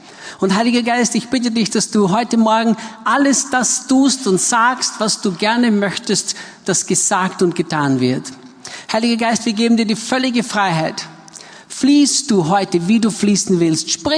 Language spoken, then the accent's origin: German; Austria; ich bin Österreicher, bin in Österreich geboren und aufgewachsen, machte dann meine Bibelschule in England in den Jahren 1982-83 und blieb dort dann noch drüben